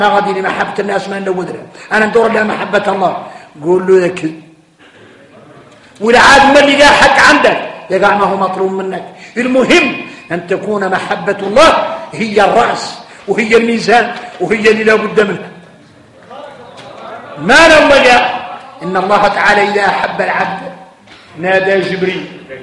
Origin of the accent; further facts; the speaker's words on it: Mauritania; احنا موريتاني فينا المشاكل.